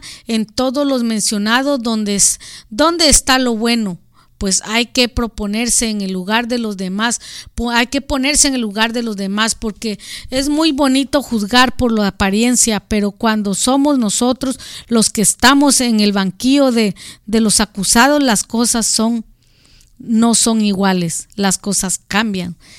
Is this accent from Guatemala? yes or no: yes; Guatemala; now in United States; en mi país la mayoría de gente homosexual, gays, transgénero se vienen huyendo del racismo de allá hacia su gente en Guatemala.